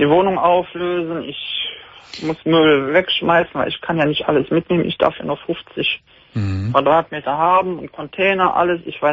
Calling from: Heinsberg, North Rhine-Westphalia, Germany; ich würde bis Köln und Neuss arbeiten, ich komme aus Heinsberg.

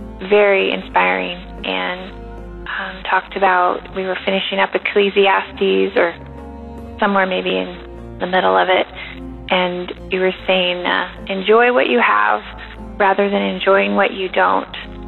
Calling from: Lynden, Washington, United States; I am calling from Linden, Washington.

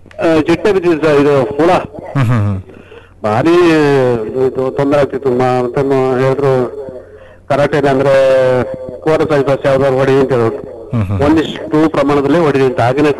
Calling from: Suntikoppa, Karnataka, India; ನಾನು ಸುಂಟಿಕೊಪ್ಪ

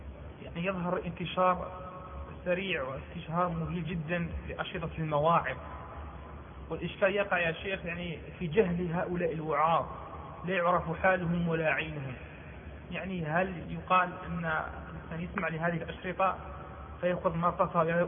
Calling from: Algeria; عندنا في الجزائر قد تخلو الساحة من علماء الكبار

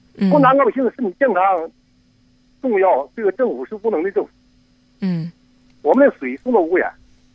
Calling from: Xinjiang, China; 我从新疆，

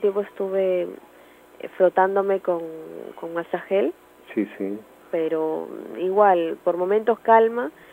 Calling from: Villa María del Triunfo, Lima, Peru; de Villa María del Triunfo.

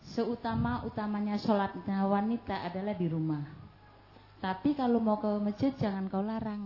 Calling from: Pontianak, West Kalimantan, Indonesia; Perkenalkanlah, saya dari Pontianak tadi, Bu.

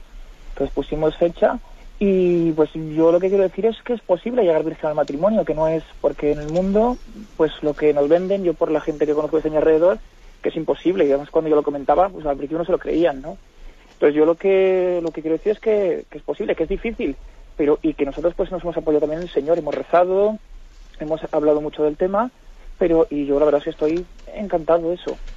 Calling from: Castellón, Valencian Community, Spain; de Castellón.

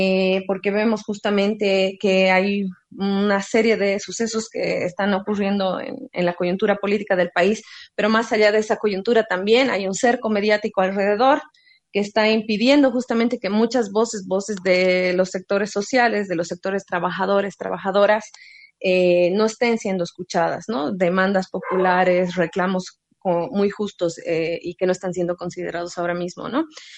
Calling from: Cochabamba, Bolivia; de La Pulga. En primera instancia, bien agradecida, ¿no? Desde Cochabamba

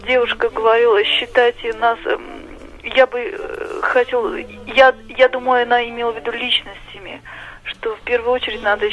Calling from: Saratov, Saratov Oblast, Russia; я звоню из Саратова. Мне 29 лет, я уже сама являюсь мамой и являюсь дочкой.

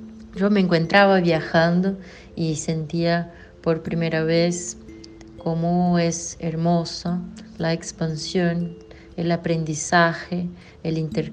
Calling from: Campinas, São Paulo, Brazil; hablo desde Campinas, São Paulo, Brasil.

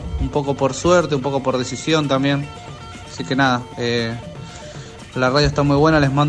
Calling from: Quilmes, Buenos Aires Province, Argentina; acá de Quilmes, algunos me conocen.

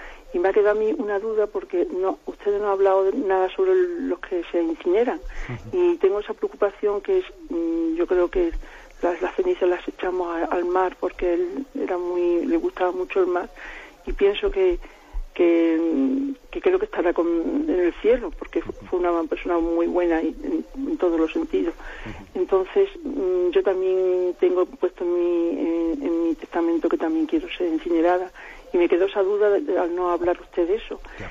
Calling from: Salamanca, Castile and León, Spain; de Salamanca.

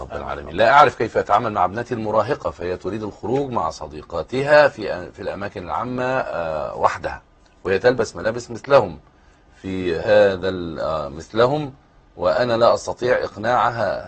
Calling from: Sudan; من السودان.

